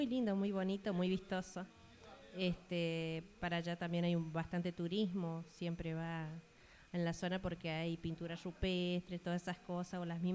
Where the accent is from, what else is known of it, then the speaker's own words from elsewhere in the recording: Las Aguadas, San Luis, Argentina; de la zona en el departamento San Martín, soy de Casa de los Tigres, de Las Aguadas, la localidad de Las Aguadas. Sí, ahí es una zona bastante fea para llegar, no es muy fácil para llegar.